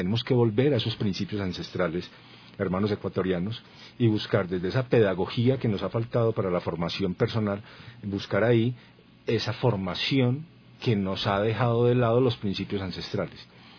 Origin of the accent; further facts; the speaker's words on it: Colombia; now in Ecuador; Soy un colombiano comprometido con lo social, líder social